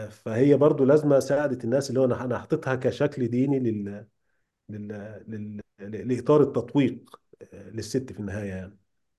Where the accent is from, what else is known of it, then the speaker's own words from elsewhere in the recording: Egypt; first language Egyptian Arabic; العاميه المصريه، يعني ملهاش حتى دخل باللغه العربيه الفصحى اللي هم بيحاولوا يسوقوها لنا كلغه ام. احنا لغتنا الام هي اللغه العاميه